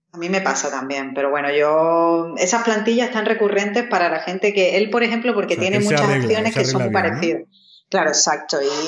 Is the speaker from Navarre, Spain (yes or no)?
no; Málaga, Andalusia, Spain; Si es que yo soy malagueña y a mí se me nota